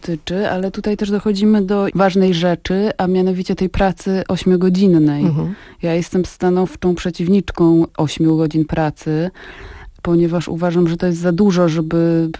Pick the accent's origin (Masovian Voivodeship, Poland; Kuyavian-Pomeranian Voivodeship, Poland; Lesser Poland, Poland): Kuyavian-Pomeranian Voivodeship, Poland; Grudziądz; A to śmiesznie, bo się okazało, że jesteśmy z Grudziądza obydwie z tego samego osiedla.